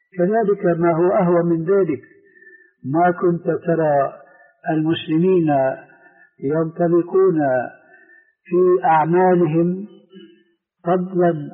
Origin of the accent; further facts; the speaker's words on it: Syria; فعمت هذه الضلالة في الشباب المسلم عندنا في سوريا، لأن الاستعمار الفرنسي حكم بلادنا